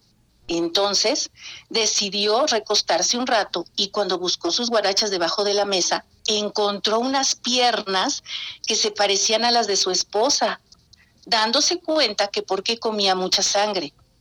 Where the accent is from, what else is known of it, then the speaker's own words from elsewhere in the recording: San Rafael, State of Mexico, Mexico; Allá en San Rafael, yo soy de San Rafael, viví antes de que me casara, muchos años allá.